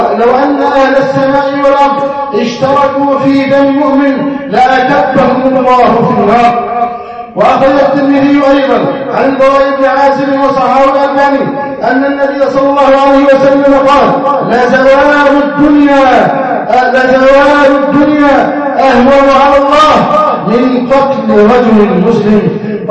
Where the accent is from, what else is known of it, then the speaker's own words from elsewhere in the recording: Egypt; ان يحفظ بلدنا مصر